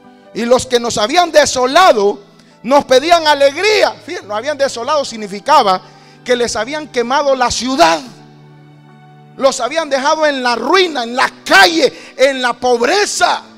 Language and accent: Spanish; Honduras; Bueno, los que venimos de Honduras y Centroamérica.